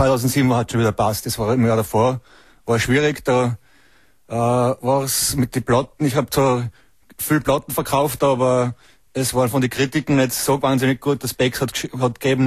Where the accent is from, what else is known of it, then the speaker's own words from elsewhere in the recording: Northern Germany, Germany; now in Vienna, Austria; ich bin ja Piefke, ne? Also, und als ich nach Wien kam, man muss dazu sagen, man differenziert als Norddeutscher nicht so zwischen Tirol, Salzburg, Wien oder sonst was.